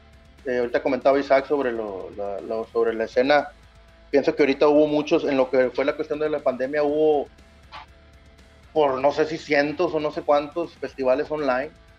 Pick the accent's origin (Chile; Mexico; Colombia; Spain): Mexico; eso yo creo que es lo que nos ha detenido a todos como mexicanos, yo siento.